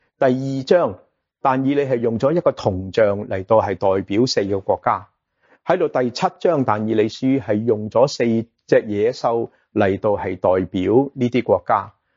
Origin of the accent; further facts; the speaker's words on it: China; 我们中国人文言文匠人就解释什么？是外父的解。